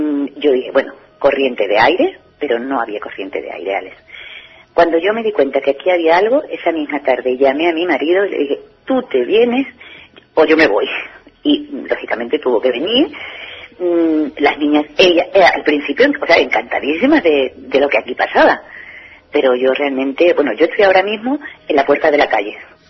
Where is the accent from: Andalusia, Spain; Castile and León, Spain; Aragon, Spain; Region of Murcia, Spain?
Andalusia, Spain; Seville; Nosotros somos de Sevilla